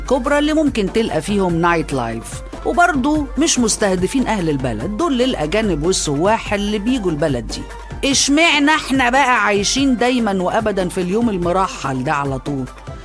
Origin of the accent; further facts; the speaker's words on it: Egypt; المريب بقى فينا احنا يا مصريين ان ساعتنا البيولوجية دي على طول بعافية